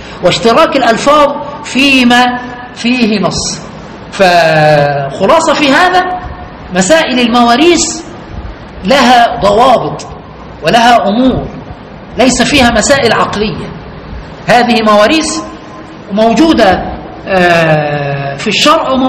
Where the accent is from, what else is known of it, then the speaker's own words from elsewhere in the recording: Egypt; عندنا في مصر